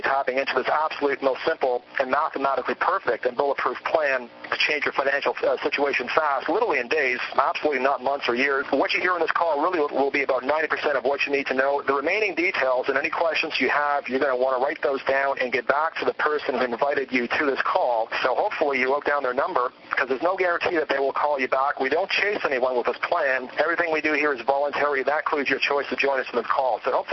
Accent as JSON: {"language": "English", "town": "Toronto", "region": "Ontario", "country": "Canada", "tie": "born or raised there", "said": "In fact, I heard Lady Dowling from my hometown, Toronto"}